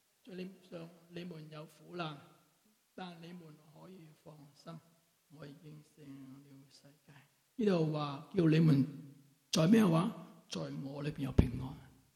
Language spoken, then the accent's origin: Cantonese; Wong Tai Sin, Kowloon, Hong Kong; 因为我是在黄大仙出生，黄大仙成长，黄大仙庙后面就是我出世的地方